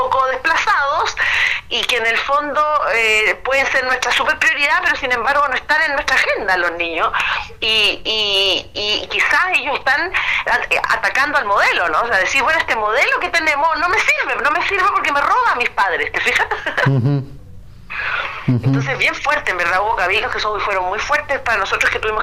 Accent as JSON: {"language": "Spanish", "country": "Chile", "said": "la necesidad que tenemos como chilenos de escucharnos entre nosotros mismos"}